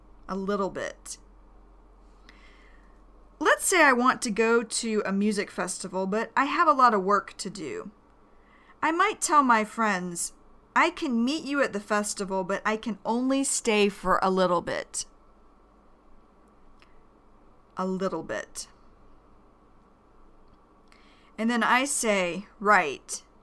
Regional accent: Georgia, United States; also born or lived in Michigan; Cuz then we moved away from Michigan to Georgia. Michigan is a northern state in America, and Georgia is a southeastern state of America.

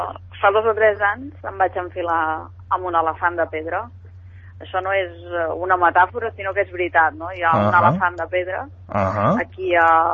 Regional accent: Granollers, Catalonia, Spain; Exacte, sóc de Granollers.

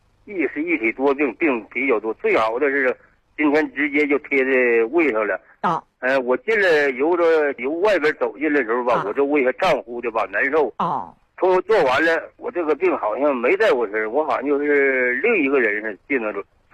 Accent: Jinzhou, Liaoning, China; 我是锦州的。

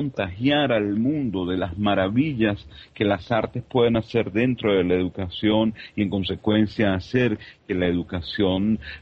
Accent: Caracas, Capital District, Venezuela; Vengo de Caracas, Venezuela

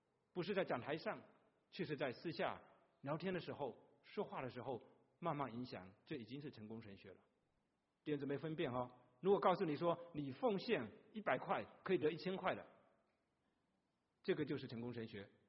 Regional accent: China; 我们从大陆来切苹果都是一点点薄薄的一点点切哦

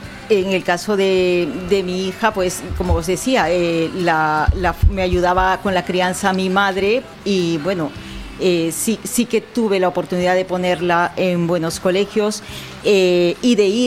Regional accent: Peru; now in Spain; estoy hablando que yo procedo de Perú.

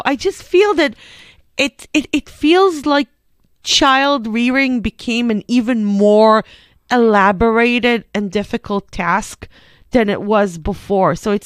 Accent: Israel; English is a second language; I grew up in Israel, but we're of about the same generation.

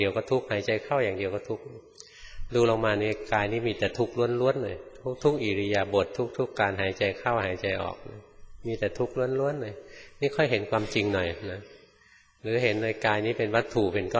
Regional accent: Bangkok, Thailand; born or raised there

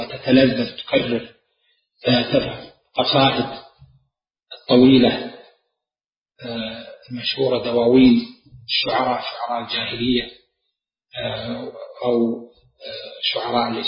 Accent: Najd, Saudi Arabia; عندنا في نجد المستعملة الاختصار ضرع على في العامية اختصار الكلمات

